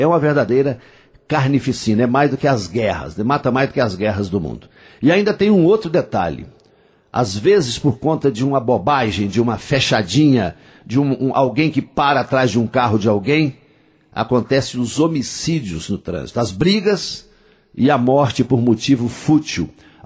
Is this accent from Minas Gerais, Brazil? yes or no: yes; Coromandel, Minas Gerais, Brazil; lá na minha terra, lá em Coromandel.